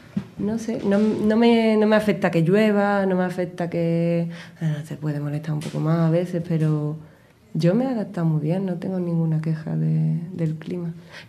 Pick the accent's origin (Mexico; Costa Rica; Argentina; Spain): Spain; los prejuicios que te encuentras como español allí es que se supone que no hablamos bien inglés